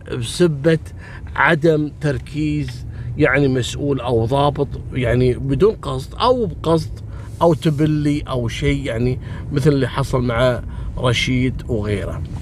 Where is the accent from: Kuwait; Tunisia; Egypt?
Kuwait; عندنا في الكويت